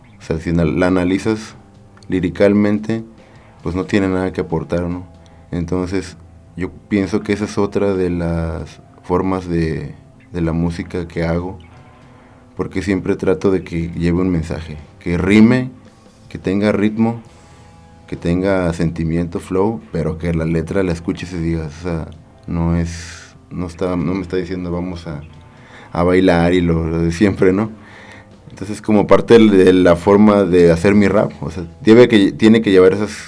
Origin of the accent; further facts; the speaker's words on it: Veracruz, Mexico; now in Querétaro, Mexico; Yo soy originario de Veracruz, soy nacido en Veracruz, llegué a Querétaro por primera vez como en 2001, después me regresé, después volví a llegar y ya como por el 2004 me quedé y ya no me fui, y aquí me quedé.